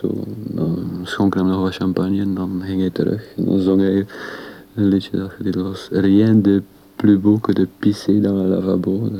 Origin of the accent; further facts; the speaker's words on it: Belgium; Vooral omdat ik als Belg en Frans.